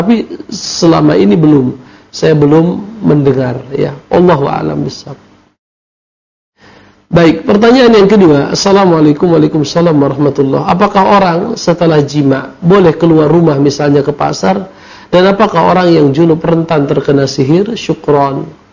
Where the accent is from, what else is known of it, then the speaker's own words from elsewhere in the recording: North Sumatra, Indonesia; walaupun saya berasal dari sana, dari Mandailing, tetapi kebanyakan aktivitas adalah di Jakarta ya.